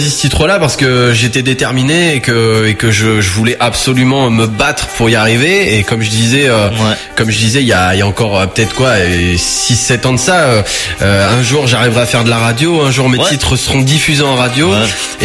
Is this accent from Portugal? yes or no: yes; Portugal; Je suis portugais. Je revendique.